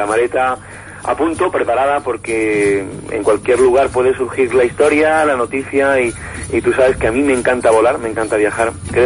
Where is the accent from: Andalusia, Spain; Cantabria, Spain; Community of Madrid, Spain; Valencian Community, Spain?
Andalusia, Spain; Ronda; born there; Yo soy nacido en Ronda.